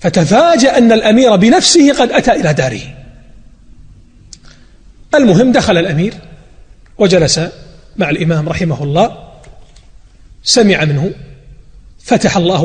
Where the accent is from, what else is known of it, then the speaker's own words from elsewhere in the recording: Najd, Saudi Arabia; واتجه إلى الدرعية أيضا من بلادي نجد